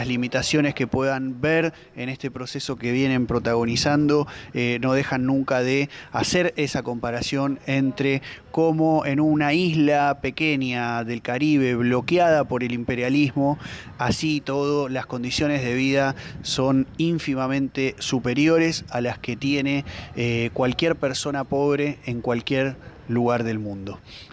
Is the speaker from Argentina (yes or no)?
yes; Argentina; la verdad que como argentino también